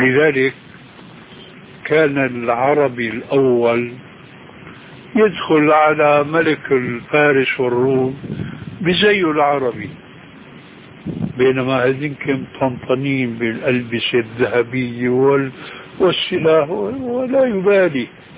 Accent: Syria

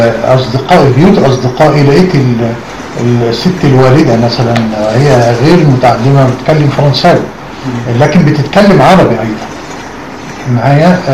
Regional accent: Egypt; كنا شعراء، أنا الوحيد من مصر

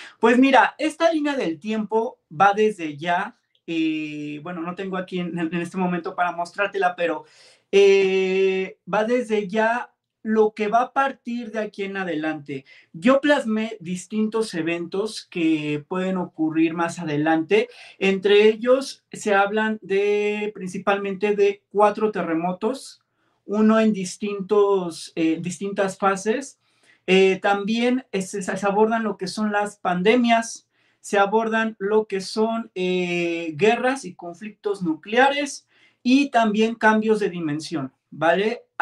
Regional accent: Mexico City, Mexico; yo soy un chico originario de la Ciudad de México. Soy un streamer mexicano

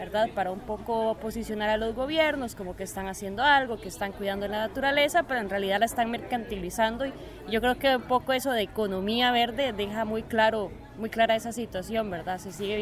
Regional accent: Costa Rica; de Costa Rica

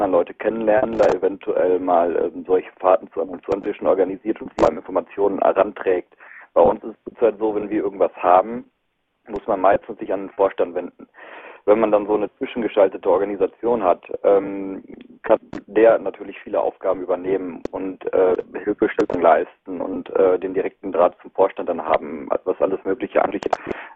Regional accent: North Rhine-Westphalia, Germany; Ich meine, ich bin aus dem Regierungsbezirk Arnsberg, Märkischer Kreis.

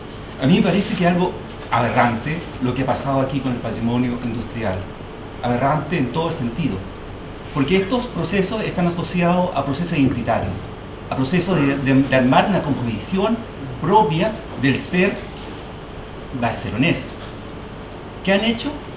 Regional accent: Iquique, Tarapacá, Chile; Yo vengo de la ciudad de Iquique, y en esa ciudad se genera todo un movimiento social muy fuerte.

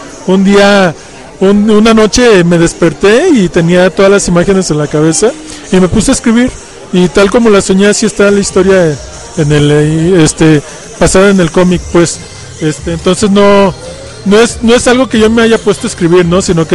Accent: León, Guanajuato, Mexico; pues aquí viniendo así como que de indocumentado a las tierras del DF, porque yo soy pues de Guanajuato, de León

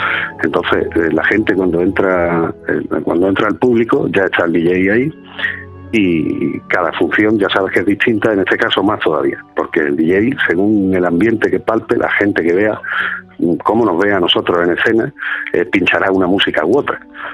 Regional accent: Málaga, Andalusia, Spain; now in Madrid, Spain; aunque parte de la compañía estamos fuera, vivimos en Madrid, como tú sabes, que es donde trabajamos además habitualmente. Somos todos malagueños

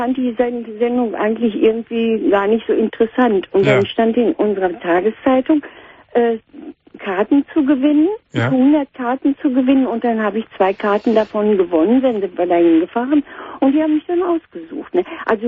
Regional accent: North Rhine-Westphalia, Germany; ich komme aus dem Ruhrgebiet

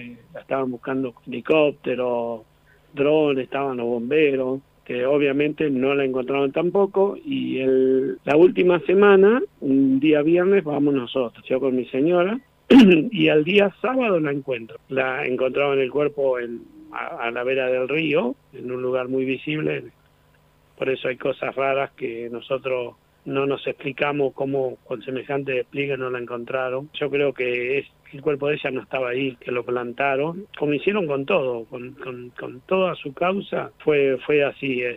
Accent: Núñez, Buenos Aires, Argentina; Nosotros somos de acá de Núñez.

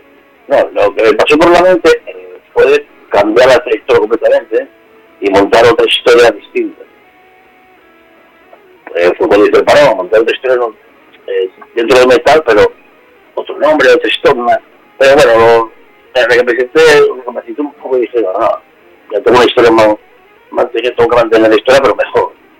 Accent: Asturias, Spain; todos somos asturianos, todos nos conocemos.

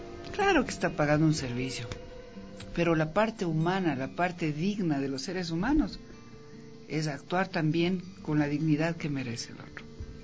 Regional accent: Ecuador; lo que somos, ecuatorianos y ecuatorianas

